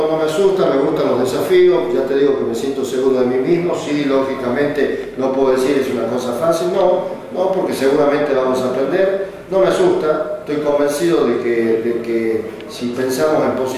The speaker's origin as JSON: {"language": "Spanish", "country": "Argentina", "said": "como dirigente argentino, deseo de corazón"}